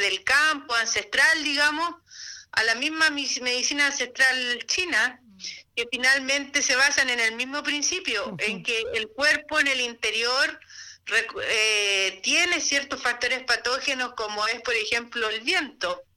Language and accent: Spanish; San Antonio, Valparaíso, Chile; soy del puerto de San Antonio